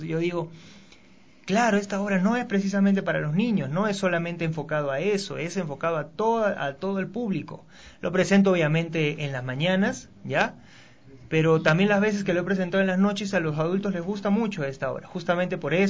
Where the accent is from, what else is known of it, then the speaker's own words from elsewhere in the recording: Ilo, Moquegua, Peru; born there; Él hizo su vida, toda su vida en Perú, primero en Lima y luego en el puerto de Hilo, que es donde yo nací, pues el puerto de Hilo, que es un puerto al sur del Perú.